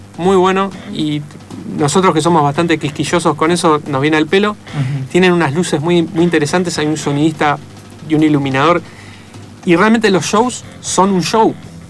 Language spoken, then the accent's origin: Spanish; Avellaneda, Buenos Aires Province, Argentina; Y nosotros somos de Avellaneda, además. Nos queda relativamente cerca.